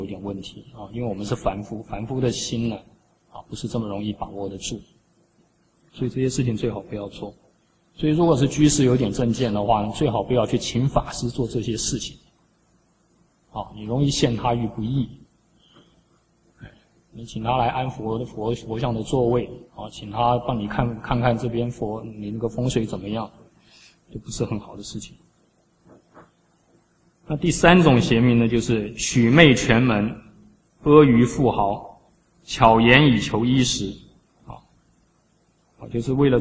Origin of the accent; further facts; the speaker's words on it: China; 那为什么我们中国人供养祖先